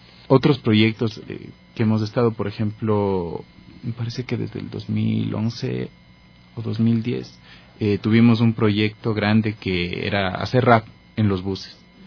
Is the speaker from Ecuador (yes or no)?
yes; Ecuador; Nosotros como ecuatorianos también tenemos nuestra cultura, que es una cultura valiosísima.